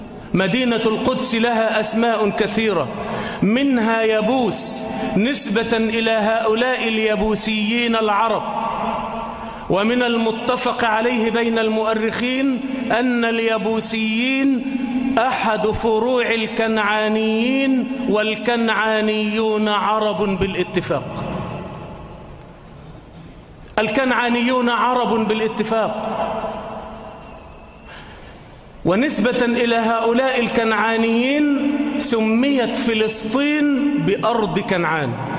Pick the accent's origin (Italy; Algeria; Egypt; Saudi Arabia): Egypt; إلى مصر، إلى بلدنا مصر